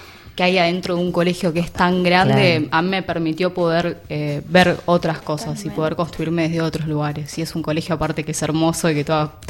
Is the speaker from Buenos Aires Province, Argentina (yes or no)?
yes; Lomas de Zamora, Buenos Aires Province, Argentina; Yo soy de Lomas de Zamora.